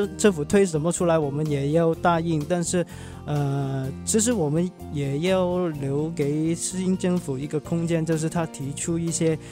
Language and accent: Chinese; Hong Kong; 我期望作为一个香港人，